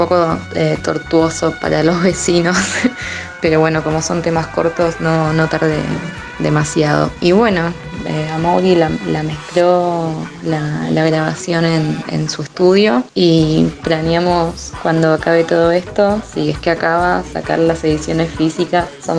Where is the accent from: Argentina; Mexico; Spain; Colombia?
Argentina; Buenos Aires; yo, que soy de Buenos Aires, Argentina.